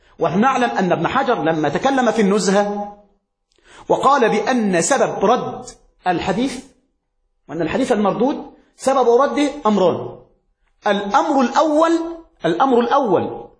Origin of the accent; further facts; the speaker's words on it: Egypt; كما يقول عندنا في مصر